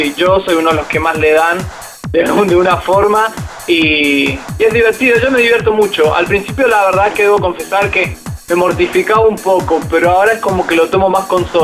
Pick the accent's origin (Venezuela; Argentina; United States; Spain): Argentina; Después estuve en mi país, en Argentina